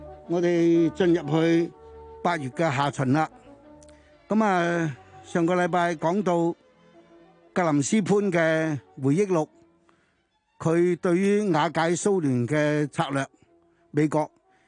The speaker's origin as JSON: {"language": "Cantonese", "country": "China", "said": "我们作为中国人，我们要小心所有这些东西，而那个矛头是指向我们的祖国"}